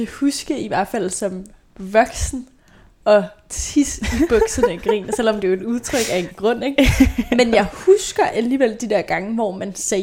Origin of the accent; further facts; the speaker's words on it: Capital Region of Denmark, Denmark; Jeg voksede op på Vestegnen